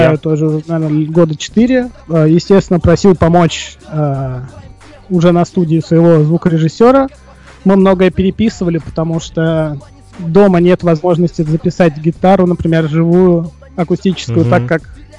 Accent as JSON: {"language": "Russian", "region": "Moscow", "country": "Russia", "said": "Ну, особенно это у нас актуально в мегаполисах крупных, я сам из Москвы."}